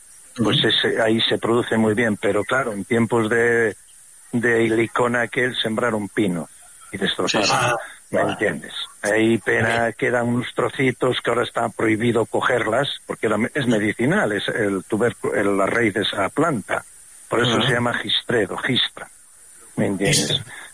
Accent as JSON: {"language": "Spanish", "region": "Castile and León", "country": "Spain", "said": "Yo soy de la Tebaida Berciana y le llamamos rapona a la misma castaña, a la pared."}